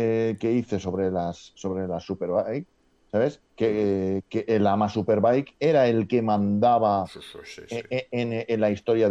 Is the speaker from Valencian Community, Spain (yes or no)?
yes; Valencia, Valencian Community, Spain; Valencia, pero yo de fútbol nada, cero.